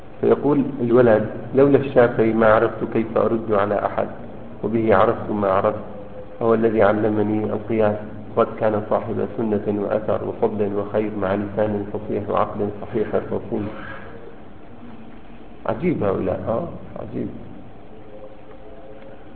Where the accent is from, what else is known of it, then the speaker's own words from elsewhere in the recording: Syria; كنا نحن الاثنين من سوريا